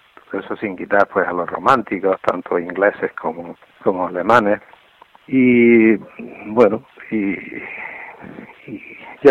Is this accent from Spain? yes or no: yes; Almería, Andalusia, Spain; born there; also born or lived in Granada; Porque yo, aunque soy nacido en Almería y vivo en Almería, sin embargo, gran parte de mi juventud y gran parte de mi madurez la he pasado en Granada.